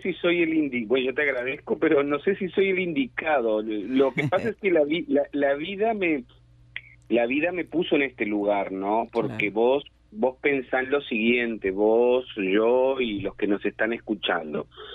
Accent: Uruguay; first language Portuñol; Spanish is a second language; crecieron en una zona del mundo donde nuestra lengua materna era el portuñol.

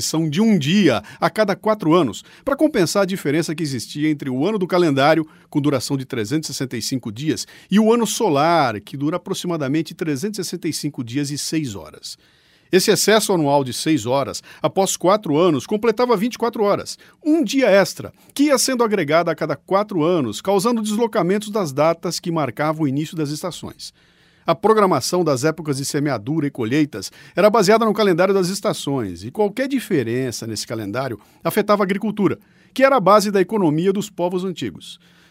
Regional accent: Bauru, São Paulo, Brazil; é que nem eu que sou de Bauru, cara.

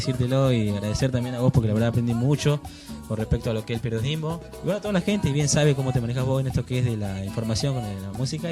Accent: Salta, Argentina; menos yo que soy el único de Salta.

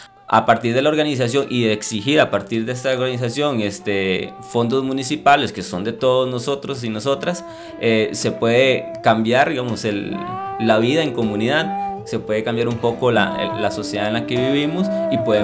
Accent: La Unión, Cartago, Costa Rica; soy del Cantón de La Unión, trabajo en la Municipalidad de La Unión como regidor del Consejo Municipal.

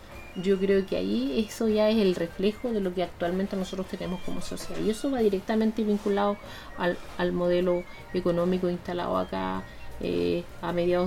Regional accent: Germany; yo me crié en el exilio, en Alemania

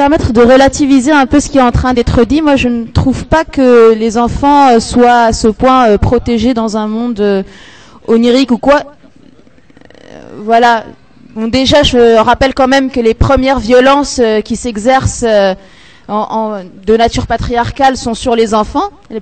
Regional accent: Morocco; moi je suis marocaine

